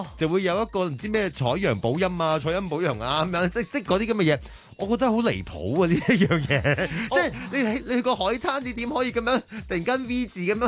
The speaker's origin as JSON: {"language": "Cantonese", "country": "Hong Kong", "said": "我们香港人"}